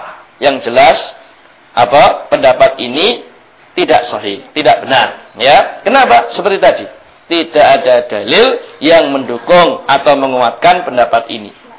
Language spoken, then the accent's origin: Indonesian; Krian, East Java, Indonesia; di kampung saya di Krian sana, ya.